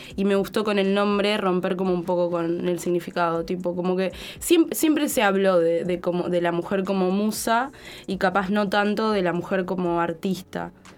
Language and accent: Spanish; Montevideo, Uruguay; also born or lived in Buenos Aires; Soy de acá, de Montevideo, pero también estuve viviendo en Buenos Aires un tiempo.